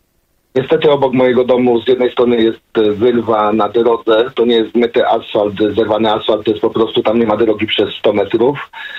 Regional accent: Stary Gierałtów, Lower Silesian Voivodeship, Poland; now in United Kingdom; Stary Gierałtów to moja rodzinna miejscowość.

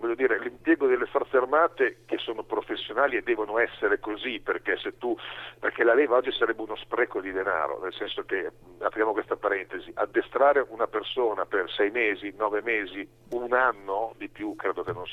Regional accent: Emilia-Romagna, Italy; E lo dico da emiliano, io vivo nella zona che nel 2012 è stata colpita dal terremoto, no? Fra Bologna, Modena e Ferrara

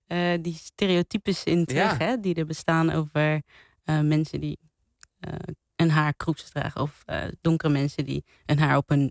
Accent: Cape Verde; Ik kom zelf uit Kaapverdië en in haar tijd was Kaapverdië nog een kolonie van Portugal.

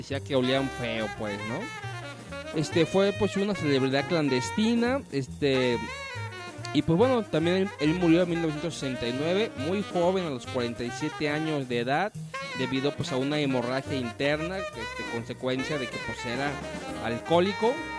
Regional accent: Guadalajara, Jalisco, Mexico; somos tapatíos y nos tenemos que quejar de todo, ¿no? Si no estamos de todo, no estamos a gusto. O sea, aquí es Tapatitolandia.

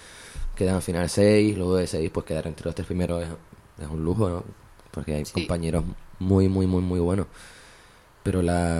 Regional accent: Las Palmas, Canary Islands, Spain; Bueno, en mi tierra, en Las Palmas.

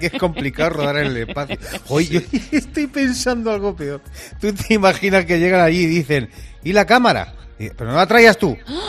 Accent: Spain; oiga, que yo soy español, que no entiendo nada y tal

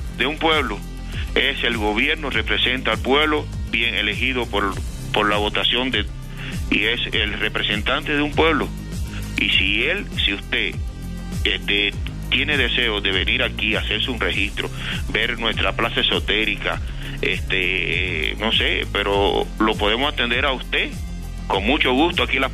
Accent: Cuba; yo soy extranjero, yo soy cubano.

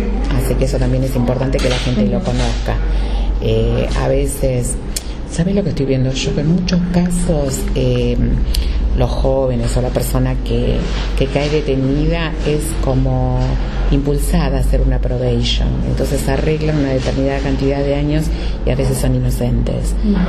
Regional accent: José C. Paz, Buenos Aires Province, Argentina; Y la gente de José C. Paz siempre apoyó la lucha. Entonces para mí es una manera de devolverle a mi pueblo que me apoyó

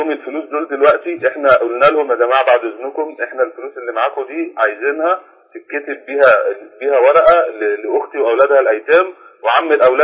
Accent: Cairo Governorate, Egypt; إحنا من القاهرة. من بلد الشيخ محمد حسين يعقوب من المعتمدية.

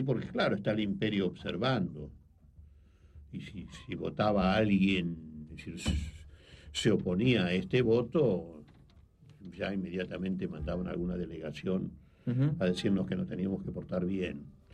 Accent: Argentina; eso es lo que a uno lo deprime como argentino, ¿no?

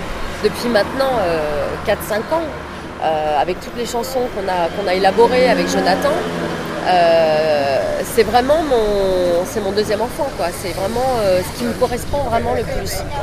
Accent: Paris, Île-de-France, France; Ben, je suis née à Paris. C'est vrai que j'ai toujours vécu à Paris. Les amis, l'école, l'éducation, voilà, c'était parisien dans le quartier latin. C'est Saint-Germain-des-Prés.

